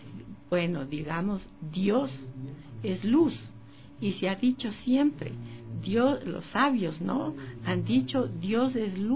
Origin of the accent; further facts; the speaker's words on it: Ecuador; moved away as an adult; also born or lived in United States; Bueno, nací en el Ecuador, como ya saben la fecha en que nací, y viví aquí hasta los 23 años. Y luego fuimos a Estados Unidos con mi esposo y vivimos en Estados Unidos por mucho tiempo. He vuelto al Ecuador hace 9 años.